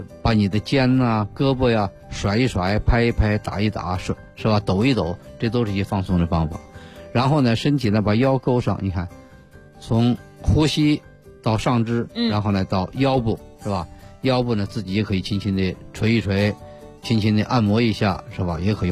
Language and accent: Chinese; China